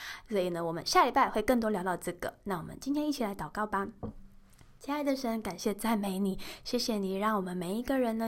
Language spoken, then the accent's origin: Chinese; Taiwan; 我们台湾人其实蛮常被人家说哦，你怎么那么鸡婆啊干嘛